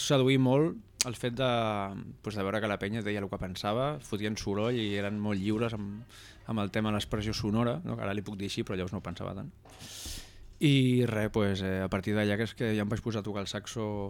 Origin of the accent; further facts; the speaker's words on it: La Bisbal d'Empordà, Catalonia, Spain; now in Sant Jaume ses Oliveres, Spain; Sempre he tingut molts noms, des de peque, i res, soc de la Bisbal d'Empordà i estic visquent a Sant Jaume ses Oliveres, un poblet molt guai, molt peque i molt bon ambient.